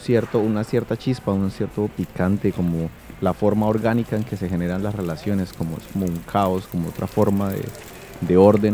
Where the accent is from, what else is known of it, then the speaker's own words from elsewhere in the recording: Colombia; now in Bilbao, Spain; Cuando llegué de Colombia a Bilbao hace 2 años, el primer barrio que me gustó fue San Francisco.